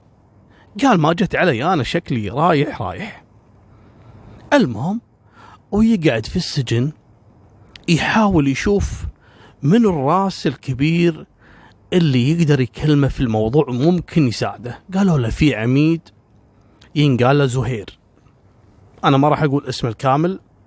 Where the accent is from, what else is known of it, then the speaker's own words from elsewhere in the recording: Kuwait; العراقيين يجون عندنا في الكويت والكويتيين يروحون